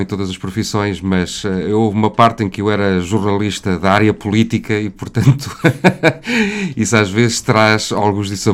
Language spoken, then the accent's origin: Portuguese; Covilhã, Castelo Branco, Portugal; Venho da Covilhã e já fui jornalista durante uns anos